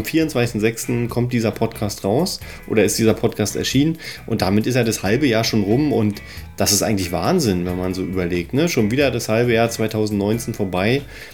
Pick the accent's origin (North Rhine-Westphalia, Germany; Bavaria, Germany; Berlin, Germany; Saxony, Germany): Berlin, Germany